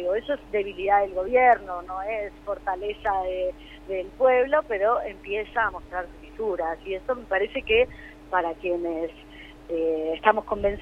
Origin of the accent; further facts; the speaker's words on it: Buenos Aires, Argentina; Nosotros somos de Buenos Aires.